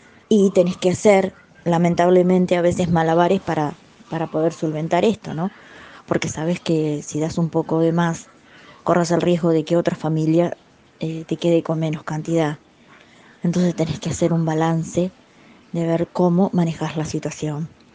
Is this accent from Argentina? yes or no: yes; Berisso, Buenos Aires Province, Argentina; Soy de Berisso, soy del barrio de la Nueva York.